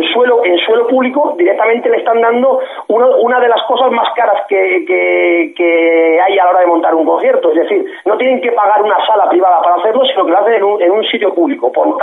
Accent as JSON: {"language": "Spanish", "region": "Basque Country", "country": "Spain", "tie": "born or raised there", "said": "ahí en mi tierra, en mi país vasco natal, en Guipúzcoa"}